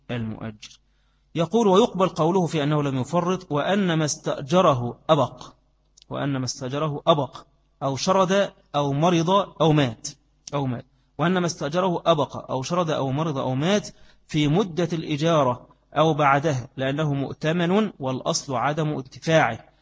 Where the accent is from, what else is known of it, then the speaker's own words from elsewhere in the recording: Egypt; وإن كان بخلاف عندنا، عندنا في مصر في وقت القائلة